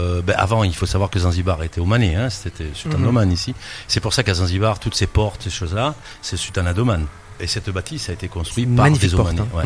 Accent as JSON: {"language": "French", "region": "Corsica", "country": "France", "said": "Bon, c'est pas parce que je suis corse, hein"}